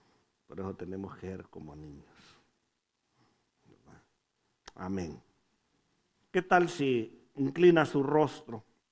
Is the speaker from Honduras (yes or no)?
yes; Honduras; moved away; Como hondureño diría, estaba güero el hombre.